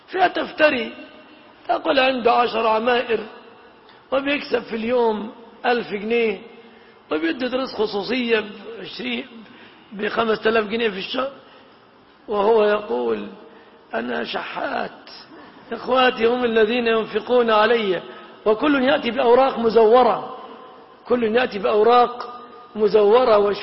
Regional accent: Egypt; وقد سبق أن المهر في بلادنا مصر يتمثل في هذه الأشياء 3 في الغالب

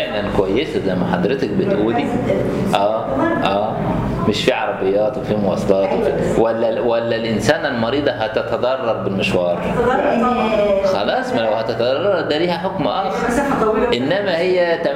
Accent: Egypt; ان عندنا في مصر مسألة النساء في المجال الطبي يعني متأخرات شوية

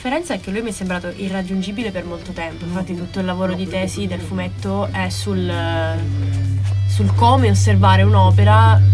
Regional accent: Porto Empedocle, Sicily, Italy; del mio paese, Porto Empedocle, in provincia di Agrigento.

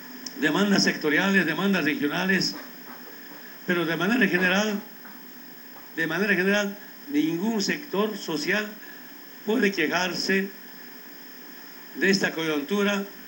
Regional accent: Bolivia; La otra responsabilidad que tenemos como bolivianos

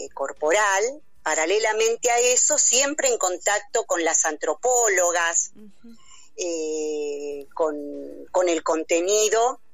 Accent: Quilmes, Buenos Aires Province, Argentina; yo soy de Quilmes, así de Quilmes, provincia de Buenos Aires.

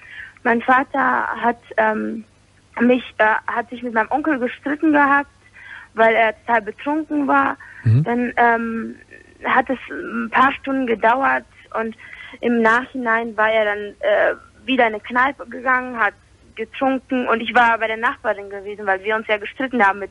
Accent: Poland; Das ist in Polen gewesen, weil ich bin Polin. Und auch polnische Abstammung halt

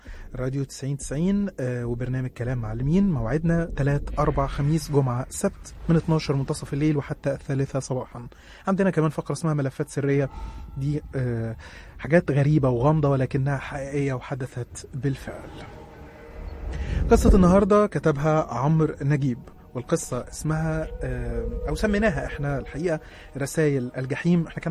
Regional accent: Minya, Minya Governorate, Egypt; عندي 20 سنة. أنا من الصعيد وتحديدا من المنيا. عايش في المنيا أنا ووالدتي ووالدي متوفى.

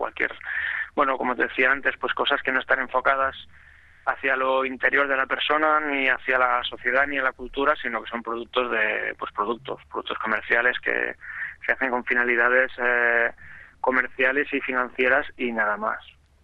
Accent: Catalonia, Spain; que soy un agricultor catalán

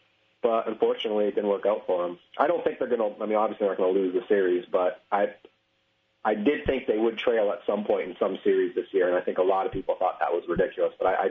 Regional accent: Canada; people think I'm American when I'm Canadian.

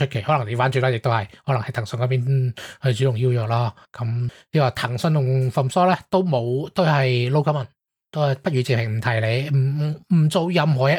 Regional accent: Hong Kong; 佢哋消委会应该冇我哋香港嗰个咁快

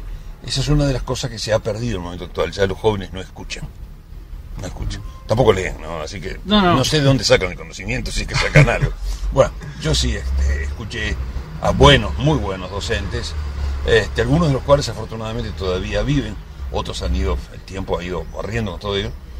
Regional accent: Montevideo, Uruguay; nací en Montevideo y viví en una casa urbana, aunque tenía un hermosísimo jardín, iba con mis padres al campo, particularmente iba todos los años a Minas

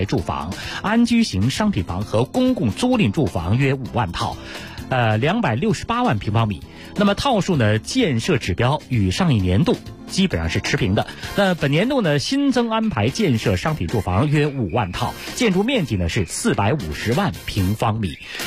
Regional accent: Beijing, China; 因为我是老北京人啊，我们原来在胡同里住的都是公安，都是那个房管局的房子。

